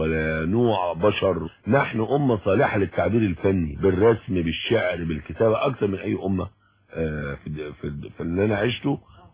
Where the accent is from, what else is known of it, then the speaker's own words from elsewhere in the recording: Egypt; إحنا كمصريين إحنا أمة الدنيا، يعني علمنا الناس معنى الوجود.